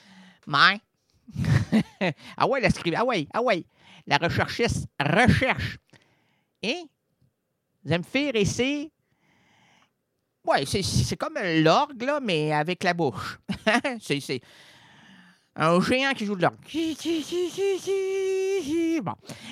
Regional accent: Quebec, Canada; On est des Québécois connaissants, là.

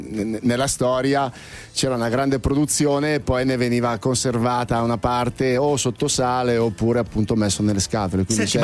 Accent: Milan, Lombardy, Italy; come la intendo io milanese

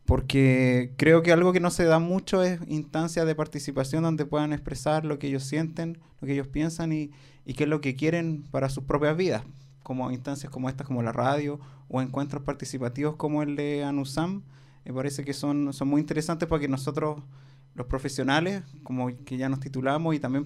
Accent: Santiago, Santiago Metropolitan Region, Chile; yo soy de Santiago

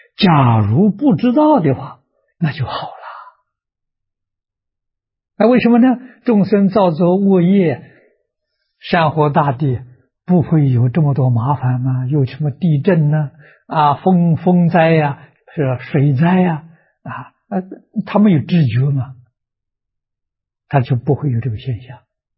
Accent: China; 我们中国人有所谓牵一发而动全身

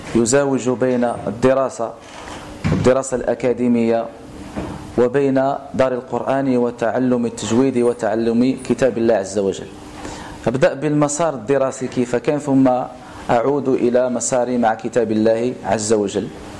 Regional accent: El Hajeb, Fès-Meknès, Morocco; born there; now in Martil, Morocco; من مواليد 1988 بمدينة الحاجب، إمام وخطيب بمسجد رياض صوفيا بمارتيل،

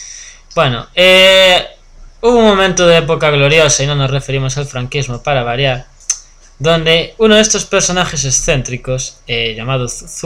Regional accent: Galicia, Spain; No, los vascos es mucho más sangrante. Los gallegos al menos aún tenemos cierta pluralidad.

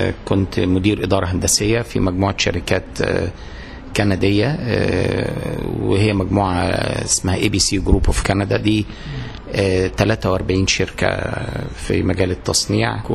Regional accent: Cairo, Cairo Governorate, Egypt; also born or lived in Minya; أنا اتولدت بس في المنيا، لكن كل حياتي كانت في القاهرة. لأن كنت مرتبط بوالدي الله يرحمه، كان شغله دايما في القاهرة.

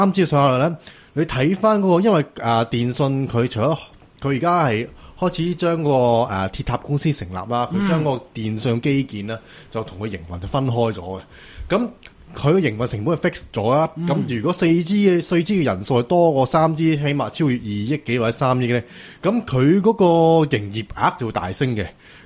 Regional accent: Hong Kong; 我哋香港人咧差唔多全部都過渡曬㗎。

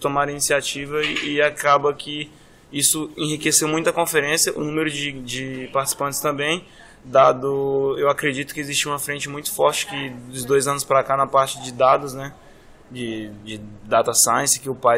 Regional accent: Brasília, Federal District, Brazil; moved away as an adult; now in Florianópolis, Brazil; morei, nasci e vivi em Brasília 22 anos e mudei para Florianópolis ano passado.

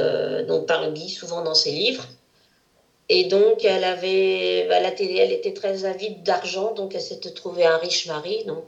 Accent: Antony, Île-de-France, France; Et moi, je suis née à Antony.

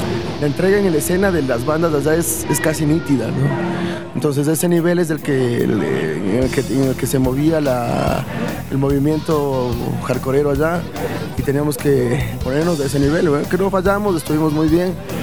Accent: Ecuador; siempre dándonos la mano también como ecuatorianos

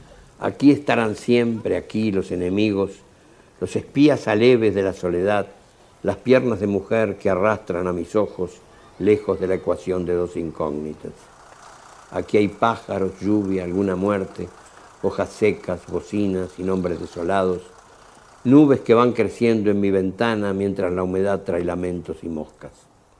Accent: Montevideo, Uruguay; Aunque nacido en una ciudad del interior, vivo en Montevideo desde los 4 años. Como mis personajes, soy un montevideano de clase media

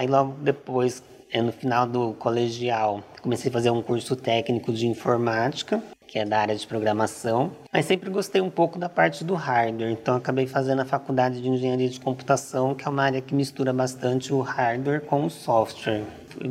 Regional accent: São Paulo, Brazil; E eu também sou do interior de São Paulo

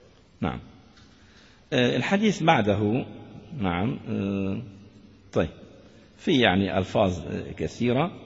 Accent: Damascus, Damascus Governorate, Syria; المفتي عندنا في دمشق الشام متمسك

